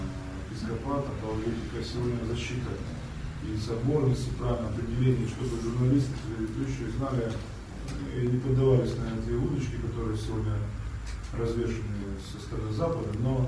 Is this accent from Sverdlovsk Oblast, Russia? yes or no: no; Ozyorsk, Chelyabinsk Oblast, Russia; Я из Озерска, это Челябинская область.